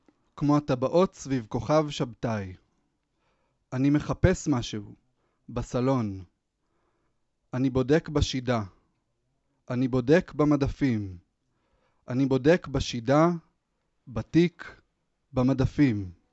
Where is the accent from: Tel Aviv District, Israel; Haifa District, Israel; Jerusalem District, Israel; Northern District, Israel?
Jerusalem District, Israel; Jerusalem; born there; להיות פה, בירושלים, גם עיר הולדתי